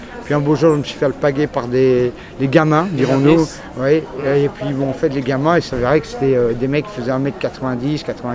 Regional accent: Paris, Île-de-France, France; also born or lived in Belgium; Donc c'est vraiment, j'ai un parcours très atypique, si tu veux, quoi. Donc je suis d'origine parisienne, si tu veux, au départ

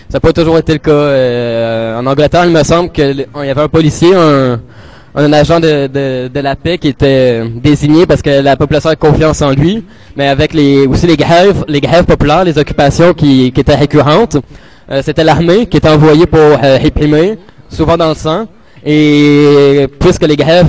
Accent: Montreal, Quebec, Canada; Bonjour, moi je viens de Montréal, je suis arrivé il y a quelques jours à peine.

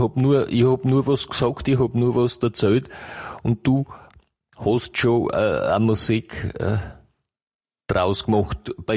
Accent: Botendorf, Austria; Ich bin aus Botendorf.

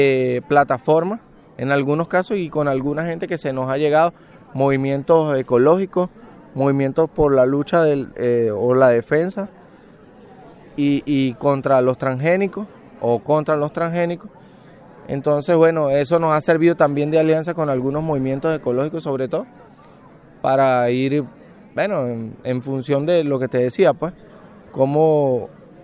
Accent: Venezuela; de Venezuela

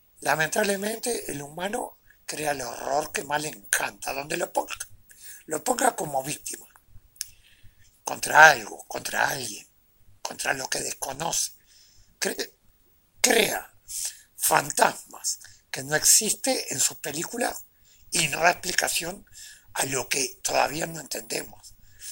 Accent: Uruguay; Siempre hablando dentro de los límites de nuestra territorialidad, porque somos uruguayos.

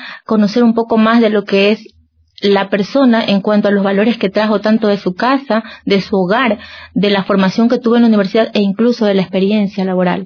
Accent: Ecuador; En cuanto a lo que es nuestro horario, nuestra idiosincrasia como ecuatoriano, somos reconocidos por nuestra hora ecuatoriana

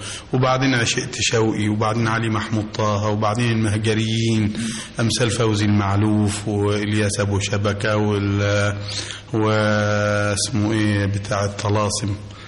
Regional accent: Cairo, Cairo Governorate, Egypt; born there; القاهرة سنة 24.

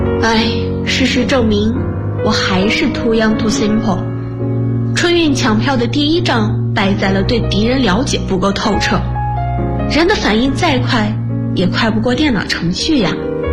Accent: Lanzhou, Gansu, China; now in Nanjing, China; ，来自甘肃兰州，我在南京大学，距离我的家乡1705公里。

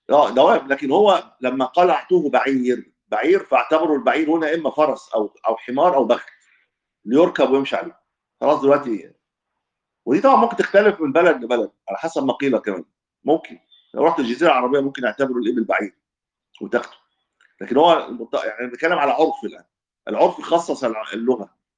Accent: Egypt; لان الدب عندنا في مصر يطلع الحمار

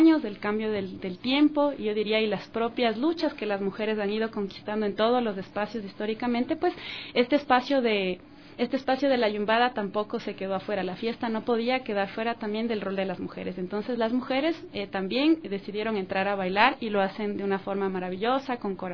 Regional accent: Quito, Pichincha, Ecuador; Yo nací y crecí en Cotocoyao, ese es mi barrio de toda la vida, pues.

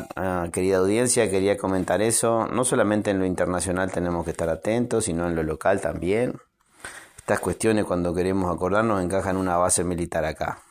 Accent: Uruguay; como ciudadano uruguayo lo digo

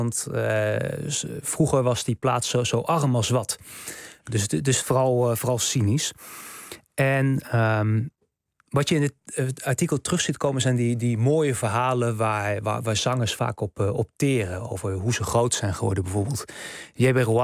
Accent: Gelderland, Netherlands; now in Beemster, Netherlands; Ik ben zelf, ik ben net uit de Randstad weg eigenlijk, naar de Beemster gegaan. Maar ik kom zelf oorspronkelijk uit de Achterhoek.

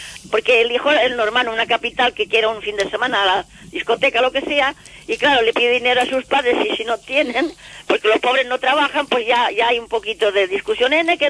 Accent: Galicia, Spain; also born or lived in Cuba; yo nací en Cuba, hija de padre gallego y madre de León, y me llevaron a Galicia con 5 años.

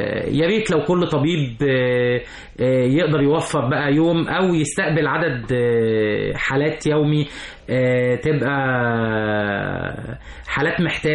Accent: Egypt; احنا كمصريين

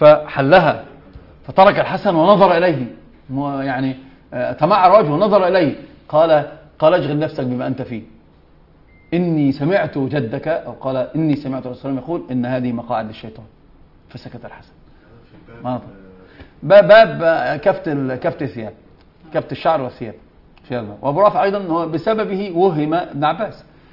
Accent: Egypt; هذه يسمونها ايش؟ كعكة عندنا في مصر

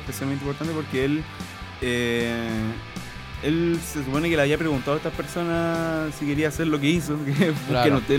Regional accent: Iquique, Tarapacá, Chile; con mi experiencia como nacido y criado en Iquique

